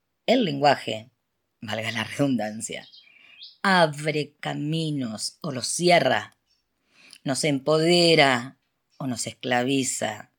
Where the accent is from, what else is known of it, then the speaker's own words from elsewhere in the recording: Rosario, Santa Fe, Argentina; de Rosario, Argentina.